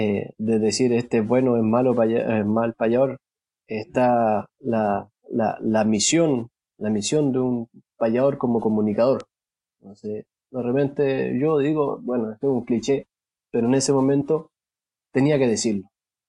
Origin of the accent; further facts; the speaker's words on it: Chile; si yo aprendí a payar, por ejemplo, en Cuba, y soy chileno